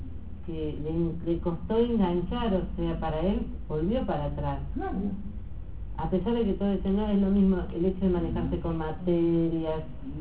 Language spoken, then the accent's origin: Spanish; Córdoba, Argentina; yo vengo de Córdoba